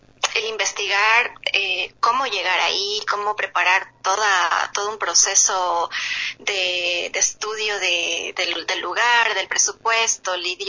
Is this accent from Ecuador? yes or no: yes; Ecuador; para mí, que crecí y viví en Ecuador toda la vida